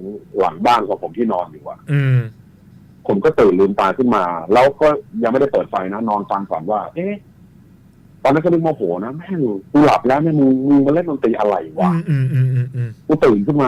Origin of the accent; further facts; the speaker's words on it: Bang Rachan, Sing Buri, Thailand; ที่สิงห์บุรีผมเนี่ยพื้นเพแม่ผมนะผมเป็นคนสิงห์บุรีคนบาลาจัน